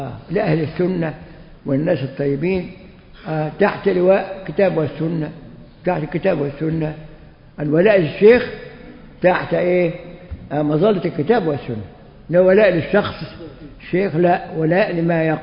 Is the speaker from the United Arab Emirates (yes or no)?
no; Egypt; وعندنا في مصر في مطرية